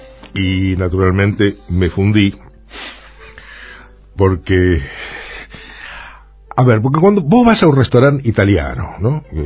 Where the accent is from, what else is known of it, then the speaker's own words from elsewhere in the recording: Buenos Aires, Argentina; Y yo soy un rusito del 11. Nací y me crié en el 11, en Corrientes y Pueyrredón.